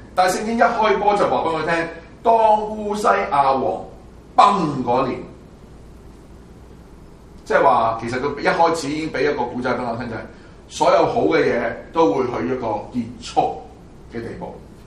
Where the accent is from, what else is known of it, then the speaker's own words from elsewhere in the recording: Hong Kong; 我想我們從香港來的，我們已經看到了很多東西可以很短時間轉曬的